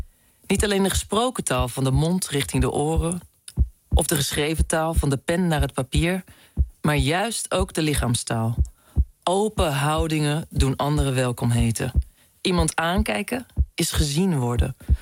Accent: Gouda, South Holland, Netherlands; want ik kom eigenlijk oorspronkelijk uit Gouda

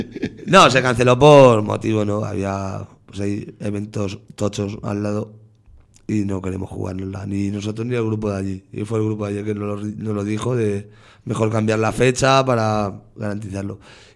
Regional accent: Villarrobledo, Castilla-La Mancha, Spain; also born or lived in Cuenca; yo por decisión de mi madre yo nací en Cuenca, uh-huh. Pero yo me crié en Villarrobledo y yo soy troyano 100%.

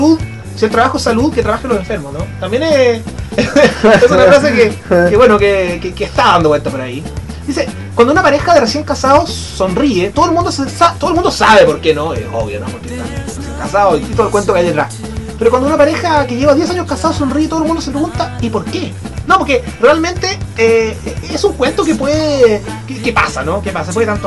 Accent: Chile; Porque también habla de cómo somos los chilenos.

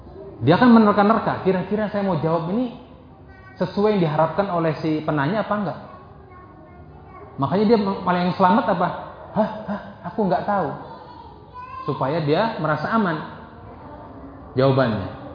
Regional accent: Indramayu, West Java, Indonesia; Zaman dulu saya kecil, karena saya hidup di Indramayu, tinggal lama ya di Indramayu, saya orang Indramayu

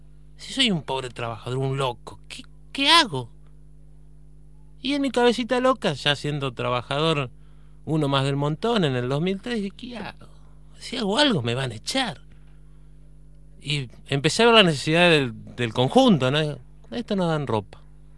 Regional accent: Entre Ríos, Argentina; Yo soy de Entre Ríos, el panza verde

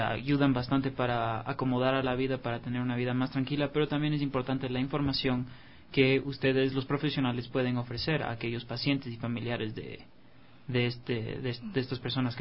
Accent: Quito, Pichincha, Ecuador; no solo los 3 millones que estamos de aquí, que creo que somos los quiteños

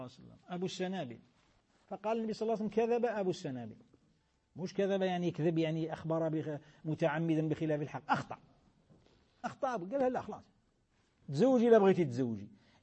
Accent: Algeria; احنا في بلادنا الجزائر بلاد الخير بلاد الإسلام

